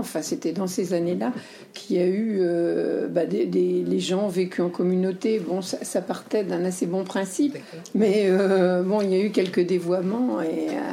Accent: West, France; je suis de l'Ouest, donc il y a beaucoup de, d'écoles catholiques.

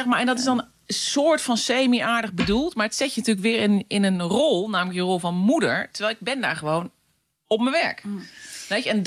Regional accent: Utrecht, Netherlands; bij ons in Utrecht is altijd de gewoonte dat de jager de taart aansnijdt.

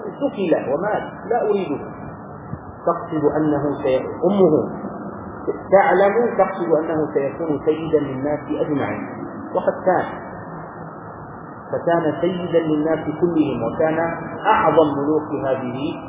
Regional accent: Egypt; ونحن كمصريين تربينا على هذا

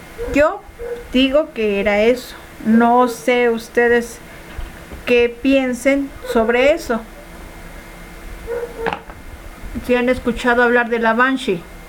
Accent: Zihuatanejo, Guerrero, Mexico; Como si fueras a Zihuatanejo, de Acapulco a Zihuatanejo, Nicolás. Ahí está mi pueblo.

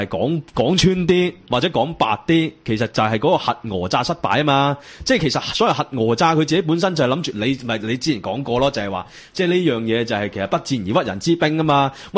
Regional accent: Hong Kong; 我哋香港人

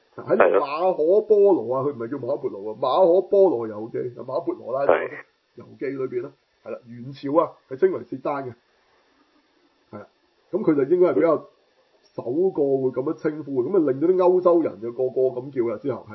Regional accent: China; 同埋我哋中国人嚟嘅

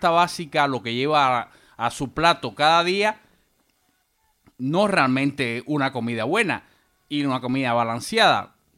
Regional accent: Cuba; yo soy cubano y provengo de un país azucarero.

